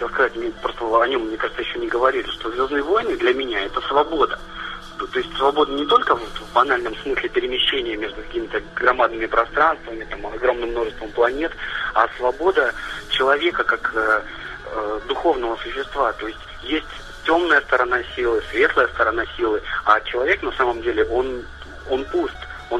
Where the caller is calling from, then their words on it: Kaliningrad, Kaliningrad Oblast, Russia; Да, да, я говорю из Калининграда